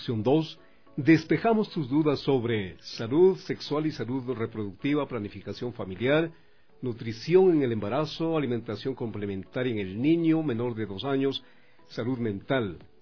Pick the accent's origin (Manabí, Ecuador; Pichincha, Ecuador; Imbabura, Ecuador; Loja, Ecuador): Pichincha, Ecuador; Quito; me recuerdo como buen quiteño, como buen amante de la música nacional.